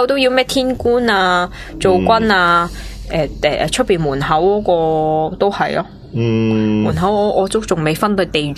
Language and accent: Cantonese; Fujian, China; 因为我系福建人嚟，我唔知。